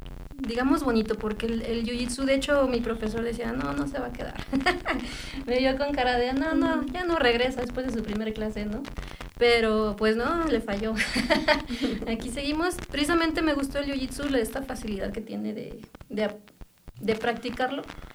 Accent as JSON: {"language": "Spanish", "region": "Mexico City", "country": "Mexico", "lives_now": "Amecameca, Mexico", "said": "Yo nací, soy de la Ciudad de México. ¿Mm? Ya vengo viviendo en Amecameca unos 10 años."}